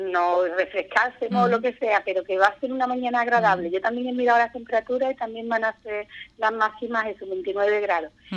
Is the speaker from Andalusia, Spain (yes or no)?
yes; Andalusia, Spain; somos los andaluces, nos gusta mucho la cerveza